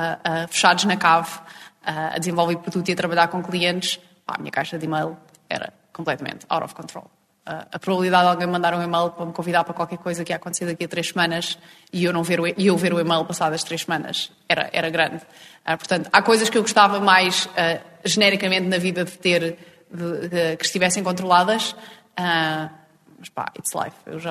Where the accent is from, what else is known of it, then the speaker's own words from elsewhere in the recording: Fátima, Centro, Portugal; ir até à terrinha, que eu sou de Fátima